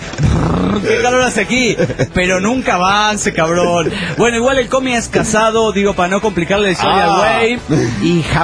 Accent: Villamontes, Tarija, Bolivia; de Villamontes, Tarija, Bolivia.

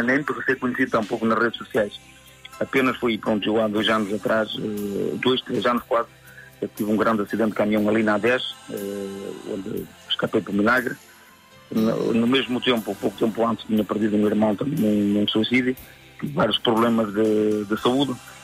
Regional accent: Arcos de Valdevez, Norte, Portugal; mas como arcoense e orgulhoso de ser arcoense, até a Vila d'Arcos de Valdez.

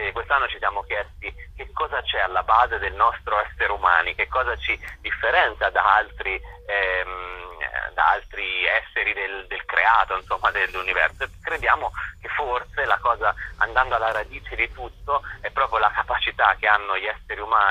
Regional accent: Sansepolcro, Tuscany, Italy; born there; now in Rome, Italy; io sono anche nato a Sansepolcro, pur vivendo appunto a Roma

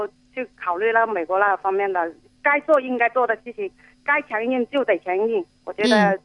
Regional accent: Guangdong, China; 因为其中都是我们都是中国人嘛

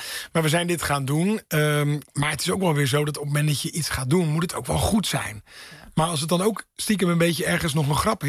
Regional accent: Rotterdam, South Holland, Netherlands; Ik heb 17 jaar met ongelooflijk veel plezier in de stad gewoond, in Rotterdam. Waar ik ben opgegroeid, waar ik dingen heb mogen leren.

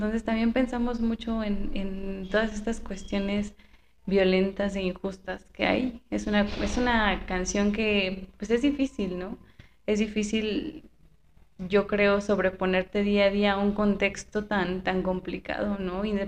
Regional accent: Zinacantepec, State of Mexico, Mexico; Pero pues no, o sea, nosotros somos de Sinacantepec, de San Luis Mextepec, muy, muy

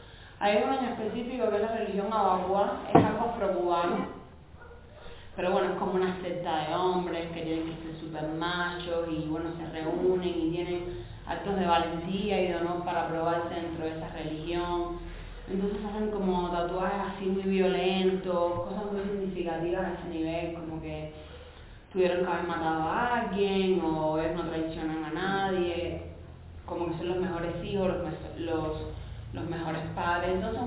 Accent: Cuba; El cubano de a pie es una frase que nosotros utilizamos mucho porque es como el cubano común

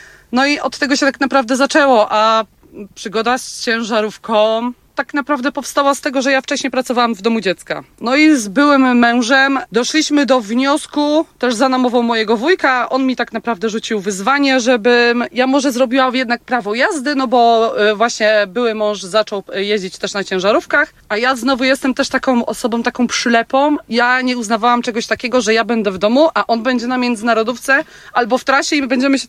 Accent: Pomeranian Voivodeship, Poland; Ja jestem miłośniczką kaszub. Ja się zresztą na Kaszubach wychowałam i jakoś to jest chyba moje miejsce na ziemi.

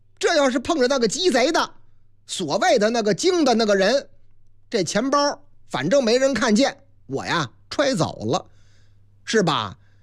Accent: Sichuan, China; 当然了，当然喽，四川是我的老家。

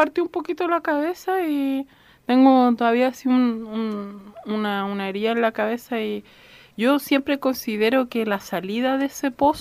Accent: Santiago, Santiago Metropolitan Region, Chile; born there; Sí, comunista. Toda mi familia de 3 generaciones. Nací en Santiago.

